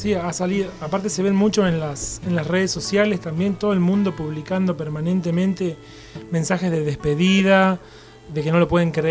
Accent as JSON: {"language": "Spanish", "town": "Santa Isabel", "region": "Santa Fe", "country": "Argentina", "tie": "born or raised there", "lives_now": "Venado Tuerto, Argentina", "said": "yo nací en Santa Isabel, que es un pueblito muy pequeño de 4.000 habitantes al sur de la provincia de Santa Fe. Viví ahí gran parte de mi vida y hace unos 10 años me mudé a Venado Tuerto"}